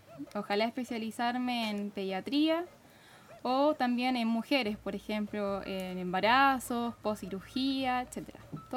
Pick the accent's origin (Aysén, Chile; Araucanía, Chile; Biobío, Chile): Biobío, Chile; Talcahuano; Yo soy de Talcahuano.